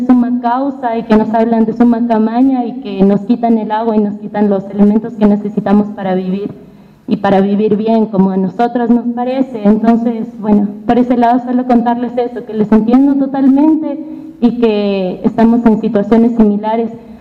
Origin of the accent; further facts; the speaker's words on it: Quito, Pichincha, Ecuador; hemos hecho en Quito, que es de donde vengo yo